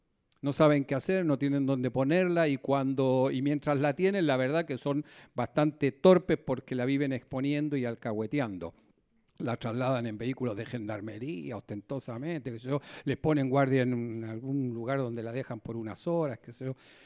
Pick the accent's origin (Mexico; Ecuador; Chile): Chile; Santiago, Santiago Metropolitan Region; moved away as an adult; now in Argentina; Yo soy chileno y soy santiaguino y tengo dos barrios en mi cabeza, en mi piel, en mi corazón, en mi olfato, ¿no? En mis oídos.